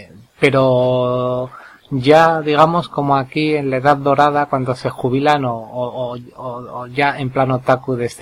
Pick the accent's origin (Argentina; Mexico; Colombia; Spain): Spain; como occidental, como español, te resultase muy curioso